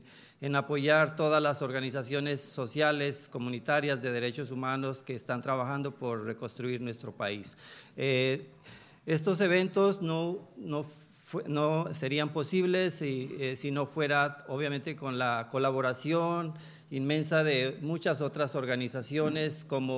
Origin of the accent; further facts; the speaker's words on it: Colombia; now in Canada; No somos no solamente colombianos que vivimos acá en Canadá desde hace mucho tiempo